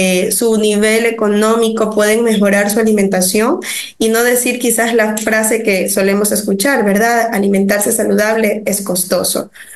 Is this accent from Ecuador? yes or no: yes; Ecuador; que queremos que se haga una cultura que es parte de nosotros como los ecuatorianos.